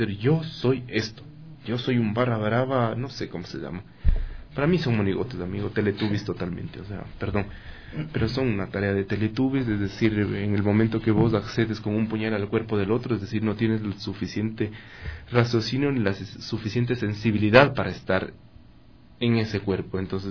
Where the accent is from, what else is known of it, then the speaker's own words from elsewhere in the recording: Ecuador; Ahora sí, soy ecuatoriano